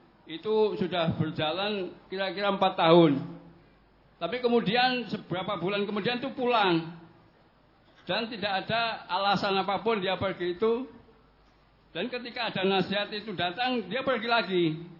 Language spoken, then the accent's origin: Indonesian; Kintap, South Kalimantan, Indonesia; Kami dari Kalimantan Selatan, tepatnya di Kintab, Kabupaten Tanah Laut.